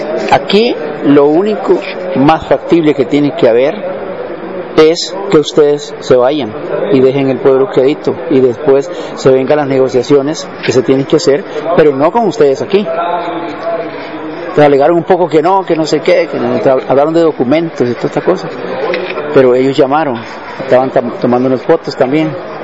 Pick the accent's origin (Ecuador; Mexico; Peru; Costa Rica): Costa Rica; Y yo le digo, no, soy de Costa Rica, ¿no?